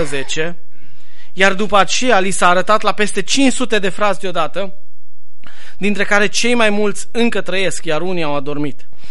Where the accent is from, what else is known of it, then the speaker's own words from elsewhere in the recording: Banat, Romania; Bănățan în țoalele mele. Și nu mă mândresc cu asta, că sunt bănățean.